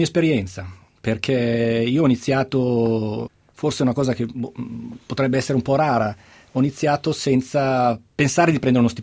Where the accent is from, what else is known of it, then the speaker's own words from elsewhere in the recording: Milan, Lombardy, Italy; also born or lived in Camogli; Io sono milanese, sono milanese, ma sono di quei milanesi che per famiglia vive, ha vissuto la sua infanzia spesso al mare, nella, in una bella zona della Liguria che si chiama Camogli.